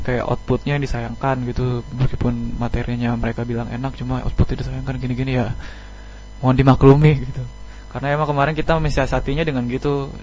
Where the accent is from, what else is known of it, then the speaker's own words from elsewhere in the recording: Tangerang, Banten, Indonesia; now in Malang, Indonesia; Jadi kayak aku sendiri kan dari Tangerang, terus kayak Bayu juga dari Medan